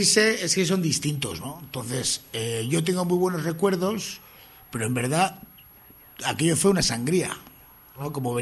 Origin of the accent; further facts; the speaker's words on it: Bilbao, Basque Country, Spain; Porque somos de Bilbo, porque compartíamos los adoquines del casco viejo, nos cruzábamos, los veíamos